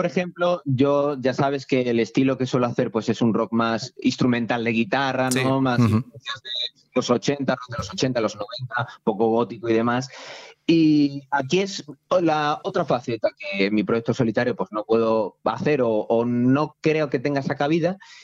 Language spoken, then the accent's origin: Spanish; Méntrida, Castilla-La Mancha, Spain; mi pueblo de Méntrida, en Toledo, al norte de Toledo